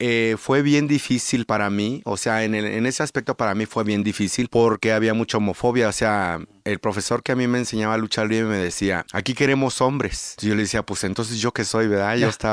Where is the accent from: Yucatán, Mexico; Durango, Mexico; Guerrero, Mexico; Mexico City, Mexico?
Guerrero, Mexico; Acapulco; Soy del puerto de Acapulco.